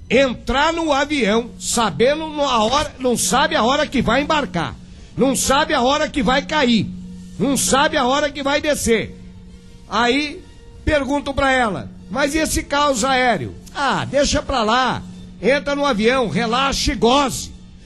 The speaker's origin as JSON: {"language": "Portuguese", "town": "Ilhéus", "region": "Bahia", "country": "Brazil", "said": "Mestre, sou daqui de Ilhéus, Bahia, e eu tenho um grupo de empresários"}